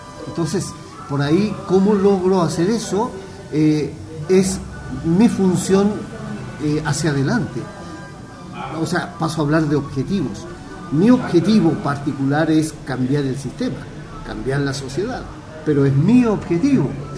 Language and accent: Spanish; Chile; termino pasando un mes en prisión en el Estadio Chile, el Estadio Nacional en mi país